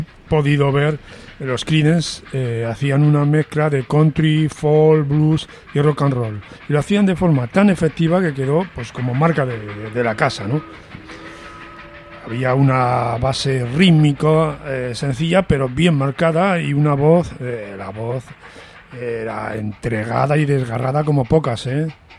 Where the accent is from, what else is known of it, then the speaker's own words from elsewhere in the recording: Medina de Pomar, Castile and León, Spain; Y lo hicieron cerca de mi pueblo, que se llamaba Medina de Pomar.